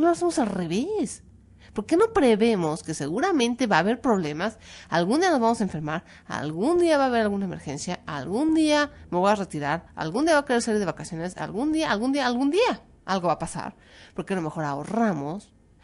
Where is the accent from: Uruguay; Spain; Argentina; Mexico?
Mexico